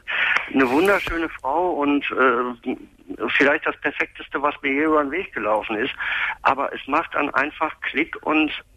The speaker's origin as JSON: {"language": "German", "town": "Dortmund", "region": "North Rhine-Westphalia", "country": "Germany", "said": "also ich komme aus Dortmund."}